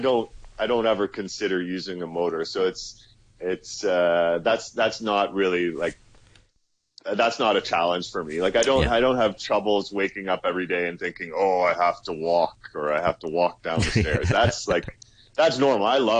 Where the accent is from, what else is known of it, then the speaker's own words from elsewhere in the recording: Canada; I can't, as a Canadian, I can't go through Iran or Tibet without having a guide with me at all times